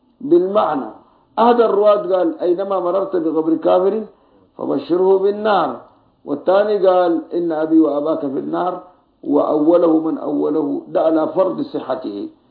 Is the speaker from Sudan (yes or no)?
yes; Sudan; واحد يجي يدرسوها عندنا في السودان